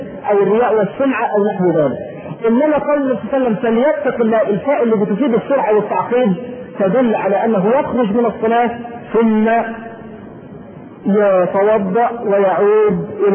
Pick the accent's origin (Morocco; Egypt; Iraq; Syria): Egypt; معلوم ان احنا كبلد ريفي ما طبعا مصر كلها